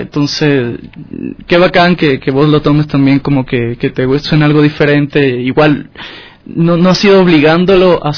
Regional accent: Quito, Pichincha, Ecuador; somos quiteños de alguna manera, somos de acá, somos de La Pacha

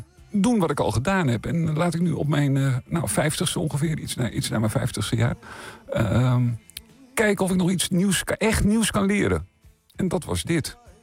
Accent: Meerkerk, Utrecht, Netherlands; ik ben opgegroeid in Meerkerk. Hè, ook in de huidige gemeente Vijfheerenlanden. En dat is een hele groene gemeente. En wij wonen ook eerst ook wel redelijk buiten, later iets meer in het dorp zelf. En nu woon ik ook echt wel buiten.

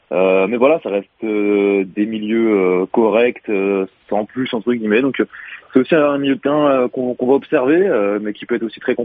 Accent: France; on a la chance en tant que Français

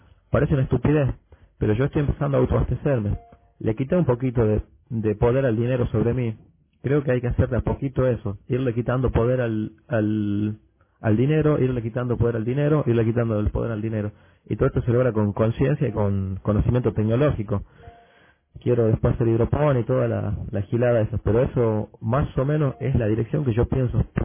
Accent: Argentina; Bueno, soy de Argentina.

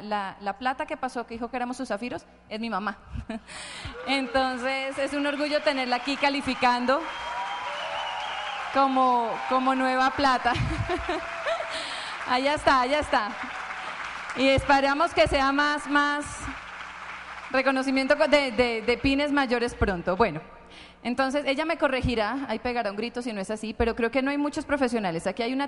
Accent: Bogotá, Colombia; yo soy de aquí de Bogotá.

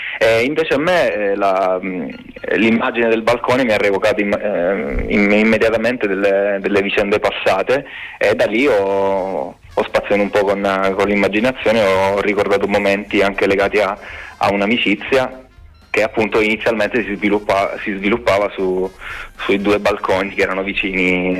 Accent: Calabria, Italy; moved away as an adult; now in Bologna, Italy; appena arrivato qui a Bologna, visto che sono un calabrese, arrivato qui per studiare

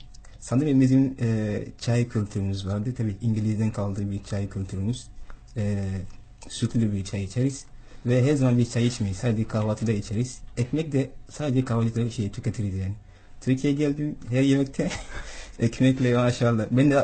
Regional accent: Ghana; Turkish is a second language; Gana'da mesela benim annemle farklı bir dil konuşuyorum. Babamla da farklı bir dil.

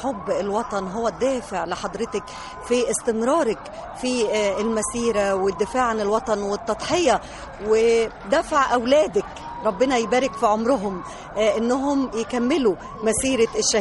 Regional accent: Egypt; ونحب بلدنا مصر

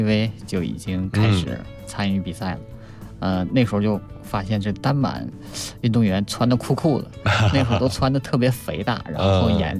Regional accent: Jilin, China; 当时是正在我们的家乡吉林举办这个第6届亚洲冬运动会。

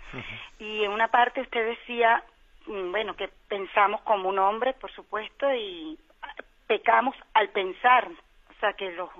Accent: Canary Islands, Spain; de Gran Canaria.

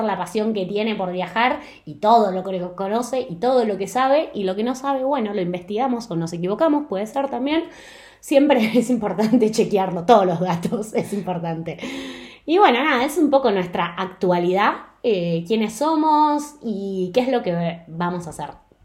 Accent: Argentina; moved away as an adult; now in Spain; los dos somos de Argentina, y al vivir en Argentina, quizá era un poco más difícil la comunicación con el resto del mundo.

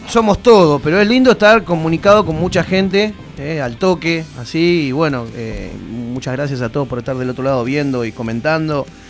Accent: Buenos Aires Province, Argentina; zona sur es grande, bueno, nosotros estamos del lado del río, así que sí, somos del sur, sudeste de Gran Buenos Aires.

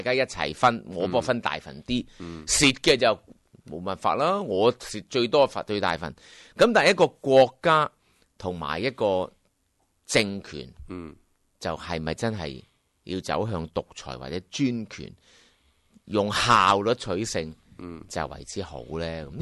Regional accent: Hong Kong; 即系我谂我哋香港人咧系好多好似我同你呢种心态，既迷茫，但系又不忿

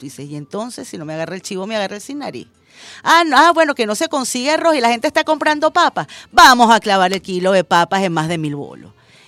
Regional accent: Venezuela

